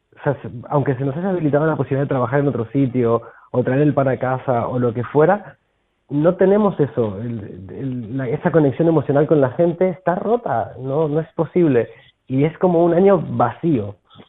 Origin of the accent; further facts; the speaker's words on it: Argentina; now in Barcelona, Spain; Sí, yo soy argentino.